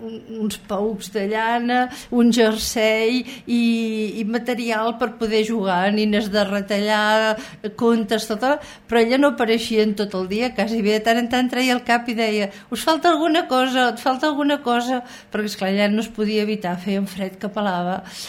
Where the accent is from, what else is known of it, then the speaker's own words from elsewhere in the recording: Girona, Catalonia, Spain; born there; Soc nascuda a Girona, concretament al carrer Sant Josep número 3, a la mateixa casa on va néixer Ruïra.